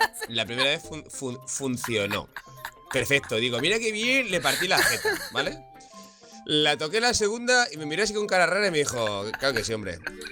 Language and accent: Spanish; Galicia, Spain; Yo soy muy gallego, entonces para mí era lejos